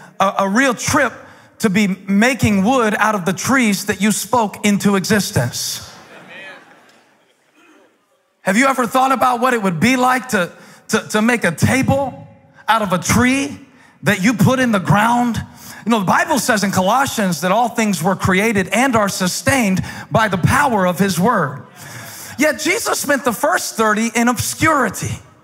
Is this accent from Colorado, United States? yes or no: no; Moncks Corner, South Carolina, United States; I grew up in Monk's Corner